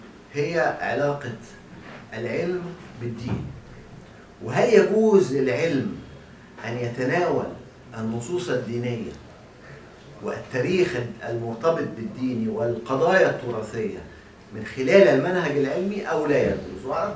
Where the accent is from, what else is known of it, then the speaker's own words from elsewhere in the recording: Egypt; واحنا عندنا في مصر لا يكاد يكون هناك من درسها